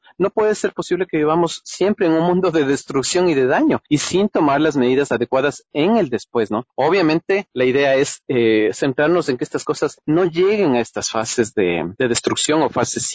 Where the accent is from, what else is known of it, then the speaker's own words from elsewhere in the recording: Ecuador; yo vengo del Ecuador